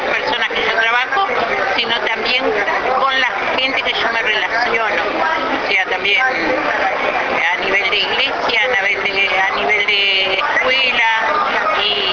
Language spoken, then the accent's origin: Spanish; Canelones, Uruguay; soy de emprendedora de Canelones, Uruguay.